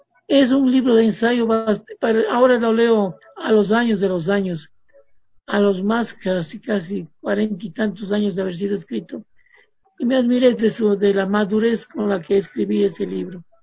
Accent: Cuenca, Azuay, Ecuador; Yo me eduqué en Cuenca, soy cuencano, estudié en la Universidad de Cuenca dos carreras a la vez.

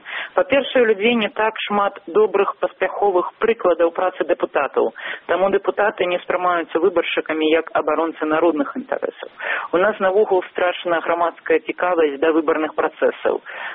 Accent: Vitebsk, Vitebsk Region, Belarus; з Віцебску, з майго роднага горада

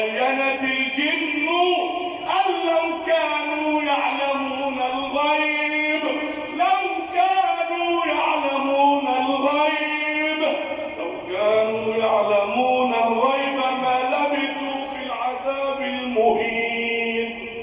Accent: Egypt; اجعل بلدنا مصر امنا امانا، سخاء رخاء

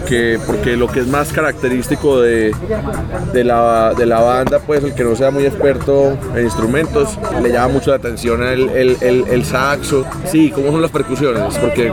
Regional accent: Antioquia, Colombia; Pero porque de pronto, no sé si sea por la fragmentación de Colombia, nosotros como antioqueños

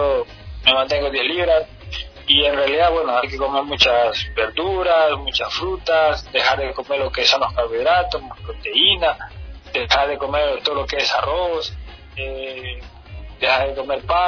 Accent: Ecuador; yo soy ecuatoriano, estoy en mi país

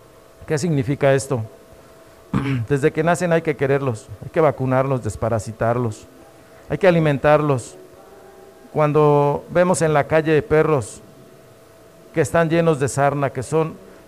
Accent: Cuilapan de Guerrero, Oaxaca, Mexico; nacido hace 55 años aquí en Cuilapan de Guerrero.

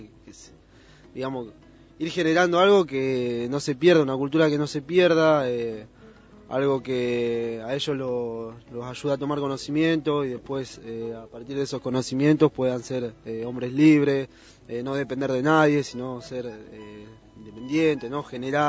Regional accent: Luján, Buenos Aires Province, Argentina; Yo soy de acá, de Luján, de Luján.

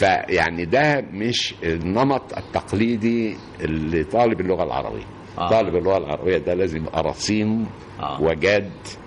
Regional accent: Al-Khadmiya, Kafr El Sheikh Governorate, Egypt; أنا أصلا رايح من القاهرة. صحيح أنا مش من القاهرة، أنا من كفر الشيخ، من قرية اسمها الخادمية، مركز كفر الشيخ.

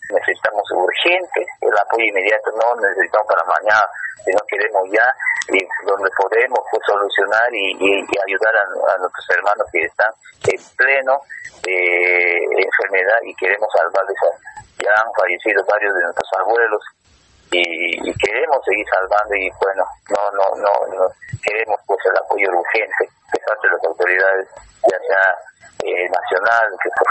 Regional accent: Loreto, Peru; también nosotros somos peruanos. Vivimos en la triple frontera entre Brasil y Colombia, donde nosotros cuidamos la frontera

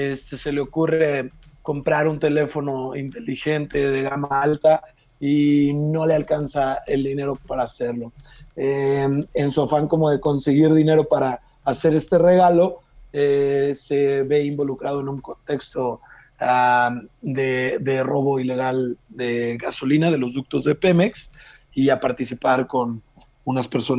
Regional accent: Irapuato, Guanajuato, Mexico; yo nací allá. Yo crecí en Irapuato. Irapuato está cerca de Salamanca, 15 minutos, donde está la refinería. Y yo voy seguido a Irapuato a ver a familiares y amigos

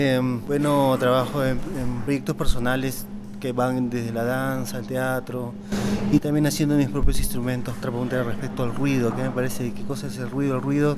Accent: Lima, Peru; En mi caso de Lima, entonces vengo de Lima, también hago cosas por allá

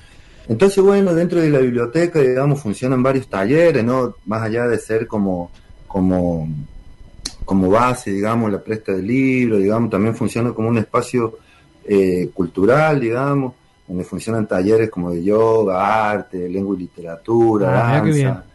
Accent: San Juan, Argentina; vengo, sí, como de una experiencia comunicacional del lado de San Juan, de donde soy yo

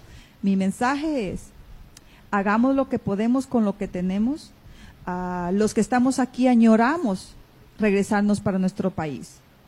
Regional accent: Guatemala; Me considero guatemalteca

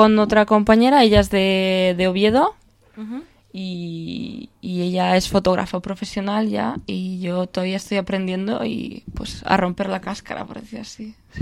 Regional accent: Ukraine; Spanish is a second language; yo soy de Ucrania, y el 1 de junio me voy allí a hacer un proyecto de fotografía

